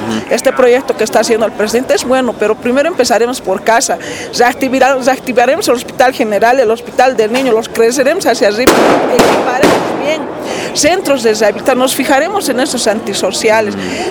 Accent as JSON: {"language": "Spanish", "region": "Oruro", "country": "Bolivia", "lives_now": "El Alto, Bolivia", "said": "Yo, por ejemplo, soy orureña, ¿no?"}